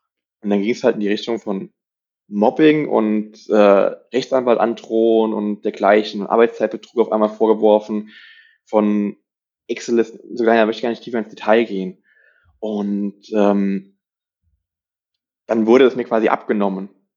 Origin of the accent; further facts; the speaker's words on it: Rhineland-Palatinate, Germany; Ich bin ja in der Nähe Kaiserslautern aufgewachsen, in Rheinland-Pfalz.